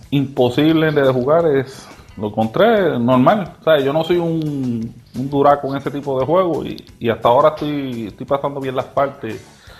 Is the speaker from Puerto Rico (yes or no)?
yes; Arecibo, Puerto Rico; nací en Arecibo y vivo en Arecibo.